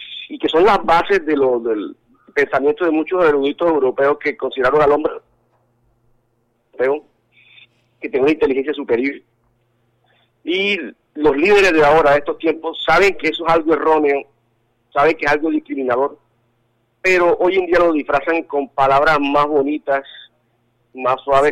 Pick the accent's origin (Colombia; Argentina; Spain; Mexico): Colombia; puedo decir que soy un colombo árabe, no puedo decir que soy solamente un colombiano, soy colombo árabe